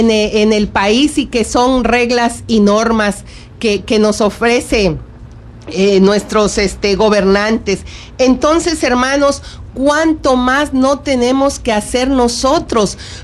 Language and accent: Spanish; Mexico; a ser parte de nosotros los mexicanos